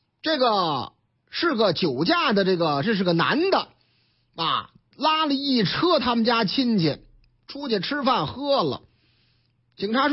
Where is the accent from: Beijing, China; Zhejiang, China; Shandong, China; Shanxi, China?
Shandong, China; Jinan; 事情发生在哎，我老家济南的交警整治违法停车